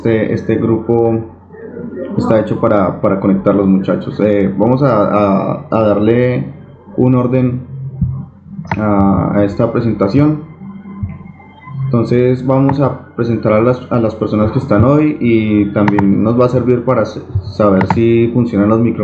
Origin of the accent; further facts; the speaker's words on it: Armenia, Quindío, Colombia; de Armenia, Colombia.